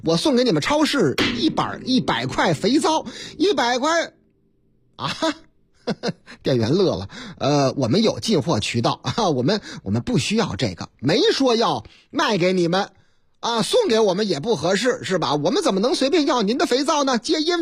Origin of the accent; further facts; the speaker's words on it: Henan, China; 在我老家河南那个地方，